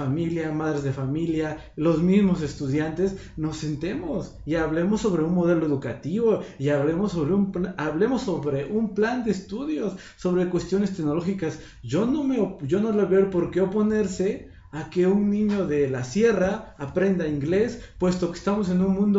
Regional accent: Mexico; soy parte de la sociedad, soy estudiante también y soy ciudadano mexicano

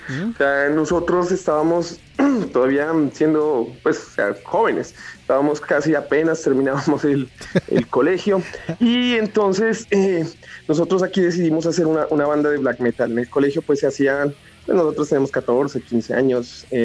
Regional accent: Pasto, Nariño, Colombia; Nosotros somos de Pasto, del sur de Colombia.

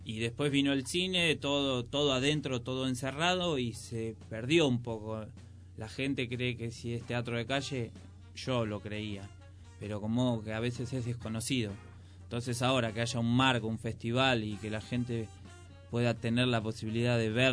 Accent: Merlo, Buenos Aires Province, Argentina; nosotros somos de Merlo, los chicos de Moreno

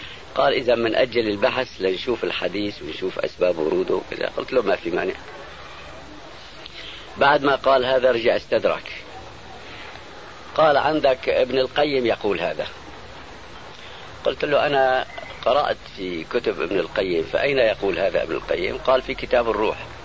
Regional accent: Aleppo, Aleppo Governorate, Syria; الشيخ عبد الله سراج عندنا في حلب

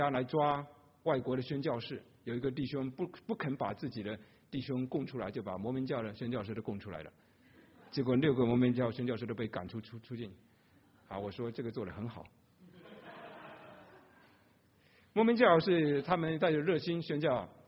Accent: China; 不知道为什么他是后来知道我们是中国人，就请会说中文的就来了。

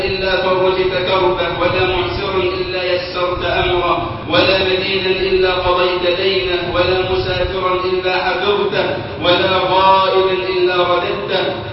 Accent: Egypt

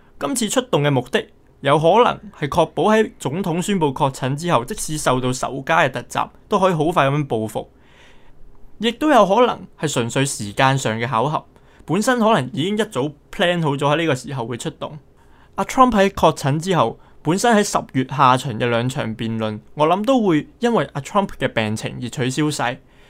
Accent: United States; 因此呢一条片会以身为美国人嘅角度讲下呢件事对于选情嘅影响

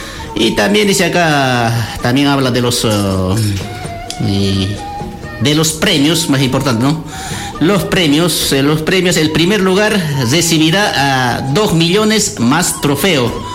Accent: Bolivia; Somos bolivianos, somos queridos bolivianos, patriotas.

